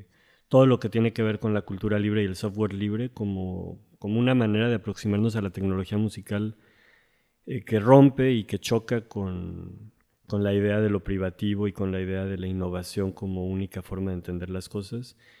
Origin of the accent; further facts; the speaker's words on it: Mexico; la mayoría somos de México, pero sí que hay colegas de otros países.